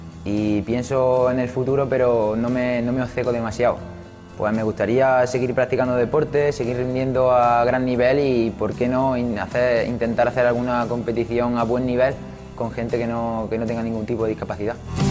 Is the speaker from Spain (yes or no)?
yes; La Rambla, Andalusia, Spain; de aquí de la Rambla, de mi pueblo